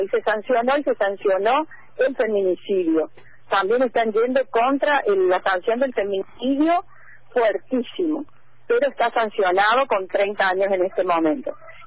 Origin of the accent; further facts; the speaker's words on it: Córdoba, Argentina; also born or lived in Paraguay; Yo digo que soy cordoguaya.